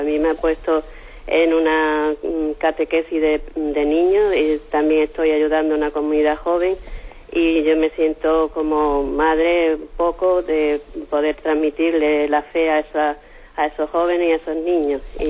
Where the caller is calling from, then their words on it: Málaga, Andalusia, Spain; de Málaga.